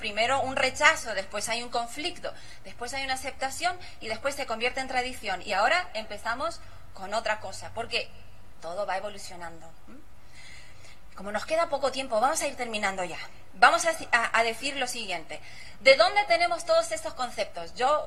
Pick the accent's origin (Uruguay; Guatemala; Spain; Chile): Uruguay; moved away as an adult; now in United States; hace 30 años que salí de Uruguay